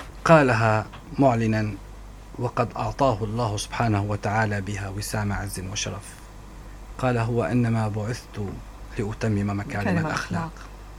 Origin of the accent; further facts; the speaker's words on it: Syria; وكنا دائما كسوريين لا ننظر للإنسان ما هو دينه، إنما ننظر ما هو تعامله